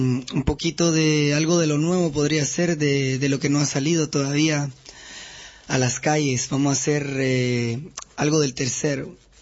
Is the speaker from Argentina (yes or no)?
no; Quetzaltenango, Guatemala; born there; No, yo nací en las montañas, en Quetzaltenango.